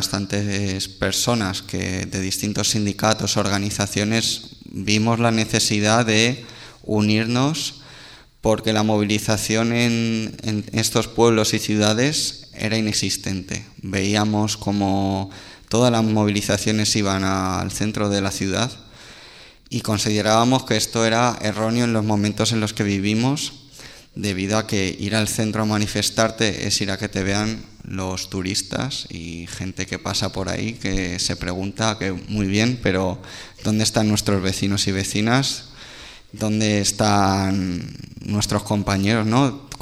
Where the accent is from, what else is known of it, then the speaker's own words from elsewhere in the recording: Community of Madrid, Spain; Yo vengo del corredor del Henares, para que lo ubiquemos en el mapa